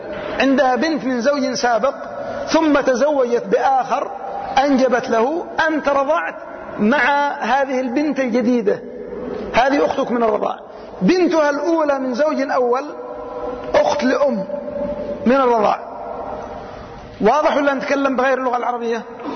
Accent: Yemen; كثير من البلاد عندنا في اليمن

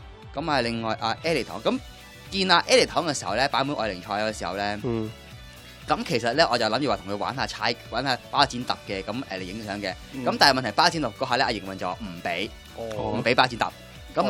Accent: Hong Kong; 那见到我是香港来的

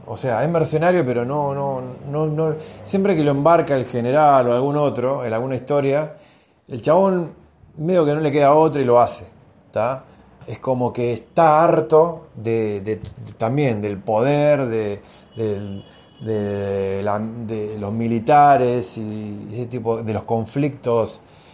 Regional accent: Argentina; yo soy de Argentina

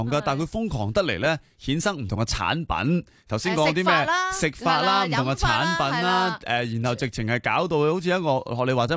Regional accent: Hong Kong; 我哋香港人

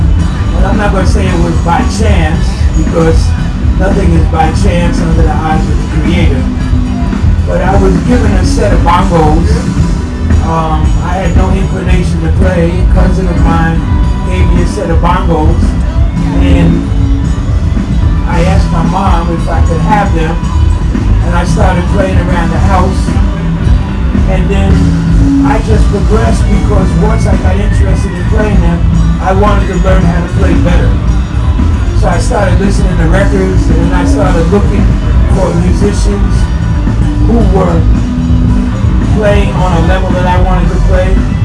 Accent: Brooklyn, New York, United States; I'm a son of Brooklyn. I grew up in Bed-Stuy. I've been running all of these streets my whole life.

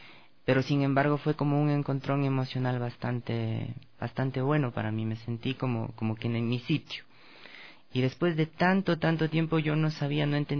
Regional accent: Pomaski, Ecuador; yo crecí en Pomaski.

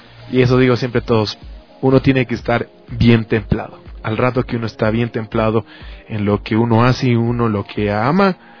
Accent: Ecuador; fuera de mi país, de mi territorio, fuera gente que yo no conozca y que no son compatriotas y que no somos ecuatorianos

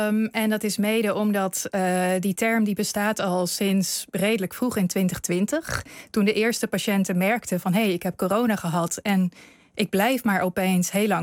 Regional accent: Netherlands; hoe wij als Nederlanders de term zouden interpreteren als je hem hoort.

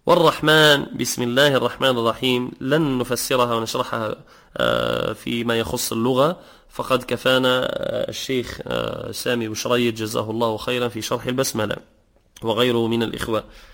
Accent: Tunisia; وكذلك بعض الناس يعثر يقول كما عندنا في تونس يقول العزاف الشيطان

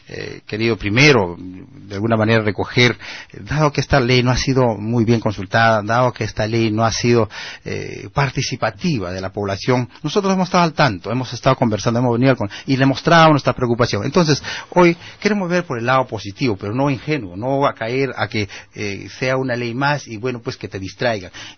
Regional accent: Peru; siendo peruano

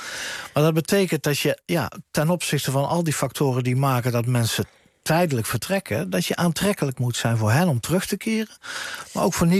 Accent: Zeeland, Netherlands; En ja, we zullen als Zeeuwen daarin veel uitnodigender nog kunnen zijn

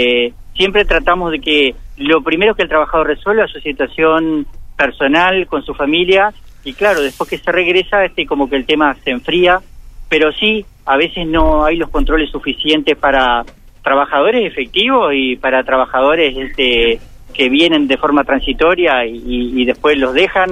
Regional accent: Uruguay; no nos gustaría a nosotros como uruguayos estar en un país en situaciones complejas

